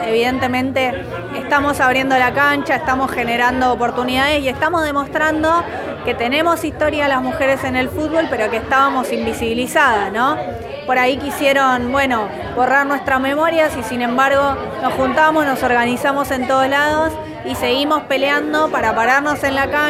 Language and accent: Spanish; Monte Grande, Buenos Aires Province, Argentina; En mi caso yo soy de Monte Grande, así que nada, conocí el lugar, conozco la zona y demás.